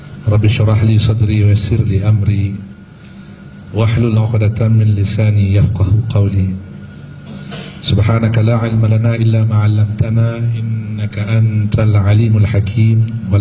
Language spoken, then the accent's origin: Indonesian; Parepare, South Sulawesi, Indonesia; also born or lived in Malaysia; saya lebih selesa berbahasa dalam bahasa Indonesia, karena saya juga asli dari Indonesia, lahir di Malaysia. Saya dari Parepare, Makassar, Indonesia. Keras kampung dengan Bapak Yusuf Kalla.